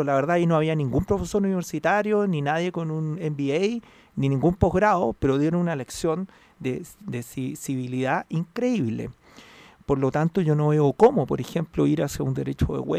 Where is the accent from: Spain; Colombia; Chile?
Chile; eso implica que somos todos chilenos, todos estamos remando